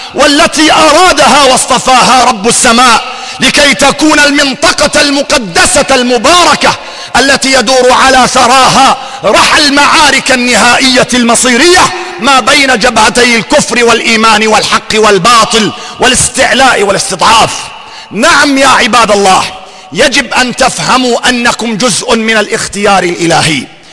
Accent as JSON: {"language": "Arabic", "country": "Syria", "said": "يجب أن نعترف بأن بلدنا سوريا"}